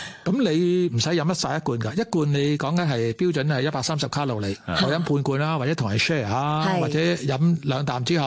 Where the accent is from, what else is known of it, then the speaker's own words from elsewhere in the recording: Hong Kong; 而家我哋香港人係最長命啦，全世界